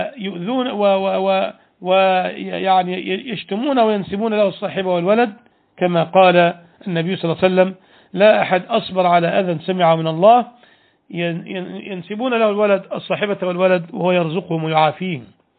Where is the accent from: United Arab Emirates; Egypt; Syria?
Egypt; كان في أوائل التسعينات أو قبلها بقليل في بلادنا مصر